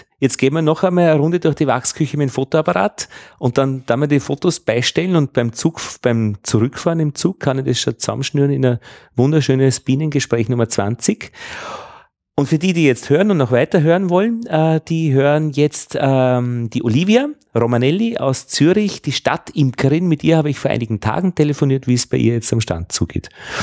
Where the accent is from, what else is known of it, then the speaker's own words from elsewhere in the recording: Vienna, Austria; Ja, hallo … aus Wien.